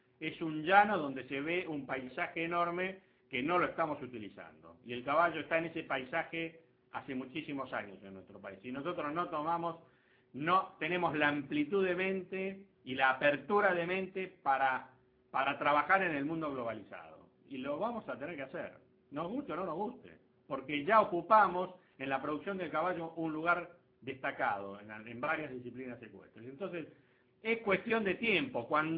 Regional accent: Argentina; porque somos argentinos no podemos hacer las cosas mejor que los demás o no podemos hacer las cosas bien

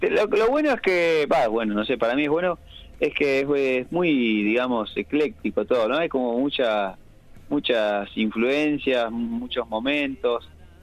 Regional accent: Mar del Plata, Buenos Aires Province, Argentina; Estaba por salir a adquirir alimentos acá en mi ciudad natal, Mar del Plata.

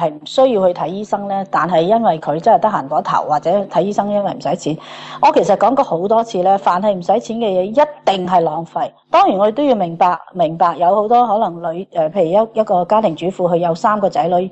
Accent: Australia; 即係我哋澳洲人可能可以係俾多20% 或者買貴少少都我哋願意

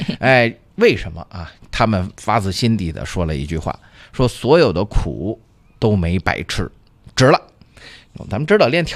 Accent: Beijing, China; 作为咱们北京人那肯定是特别的骄傲

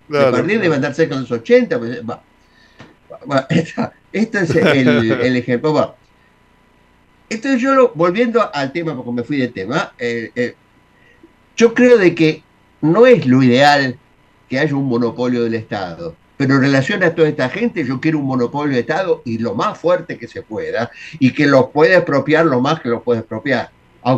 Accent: Buenos Aires, Argentina; nos quieren hacer creer a los porteños que somos más que un colombiano. Y eso no es así. Es la mezcla. Nosotros somos una mezcla.

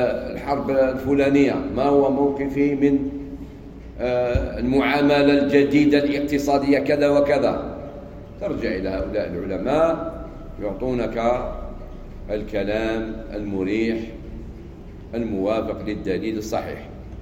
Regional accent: Algeria; عندنا في الجزائر علماء

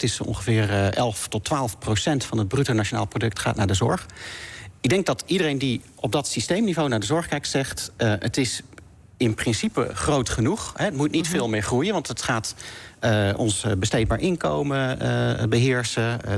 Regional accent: North Brabant, Netherlands; Ik ben in Brabant opgegroeid.

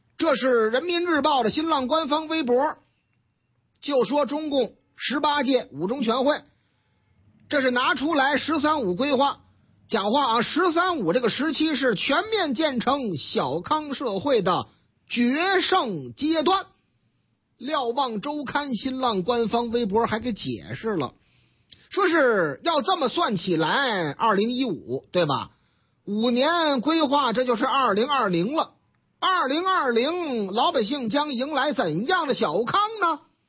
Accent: Tianjin, China; 我们老家天津卫的事儿嘛，

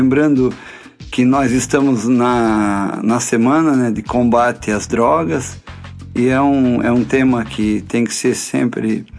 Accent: Balneário Piçarras, Santa Catarina, Brazil; Eu sou nascido e criado aqui em Balneário Piçarras, né?

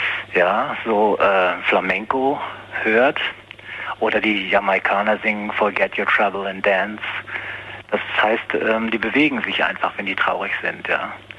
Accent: Germany; ich bin Deutscher und das macht mich melancholisch

